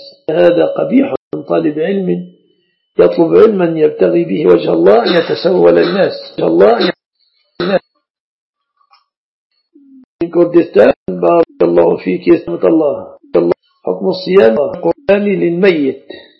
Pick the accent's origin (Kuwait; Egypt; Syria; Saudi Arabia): Egypt; المصطبة لعل العرب لا يعرفون المصطبة في بلادنا مصر